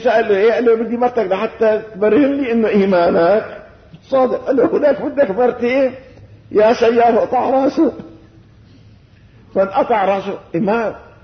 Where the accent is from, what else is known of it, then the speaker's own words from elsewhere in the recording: Syria; وان شاء الله بلدنا هي بلدنا سوريا